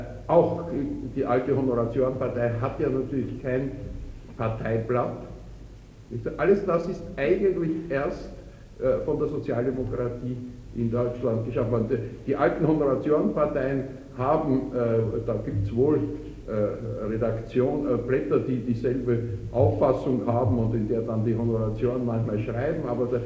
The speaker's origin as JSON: {"language": "German", "country": "Austria", "said": "das kommt zum Beispiel bei uns in Österreich zum letzten Mal 1919 bis 20 vor"}